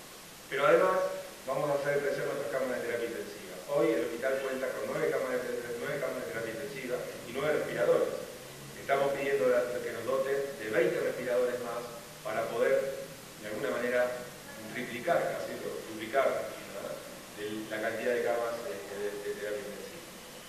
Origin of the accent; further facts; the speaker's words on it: Florencio Varela, Buenos Aires Province, Argentina; born there; Yo soy nacido en Plancha Varela, acá en una ciudad muy cercana